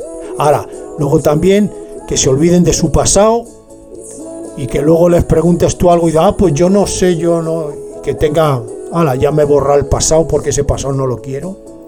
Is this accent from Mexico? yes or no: no; Spain; Soy, claro que soy español, hombre. Me se nota. Además, es que me se nota. Me se nota que soy español. En cuanto me oís hablar, es español.